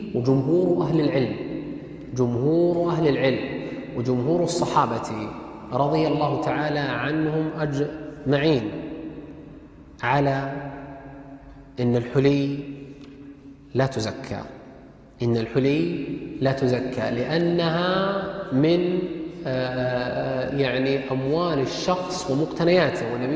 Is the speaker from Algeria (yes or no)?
no; Saudi Arabia; بينما ذهبت اللجنة الدائمة عندنا في السعودية